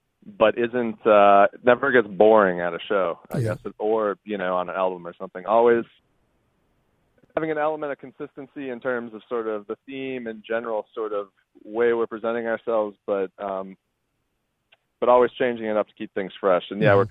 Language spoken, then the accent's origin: English; Minnesota, United States; now in New York, United States; As far as me personally, I'm from Minnesota. I ended up kind of bouncing around the country for the better part of a year, ended up in New York.